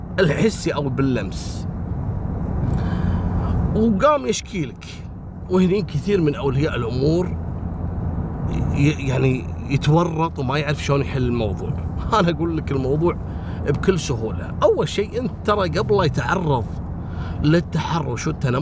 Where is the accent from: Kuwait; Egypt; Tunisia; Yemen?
Kuwait; وأنا أذكر قصة في عندنا في الكويت